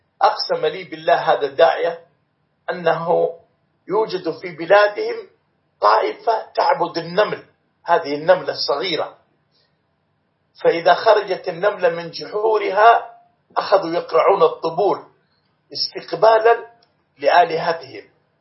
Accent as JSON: {"language": "Arabic", "country": "Morocco", "said": "في بلادنا المغرب"}